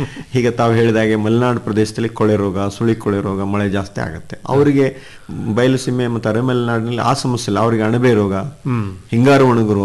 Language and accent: Kannada; Karnataka, India; ಜಗತ್ತಿನಲ್ಲಿ ನಾವು ಭಾರತೀಯರು ಮುಂಚೂಣಿಯಲ್ಲಿದ್ದೀವಿ, ಭಾರತದಲ್ಲಿ ಕರ್ನಾಟಕದವರು ಇನ್ನೂ ಮುಂಚೂಣಿಯಲ್ಲಿದ್ದೀವಿ.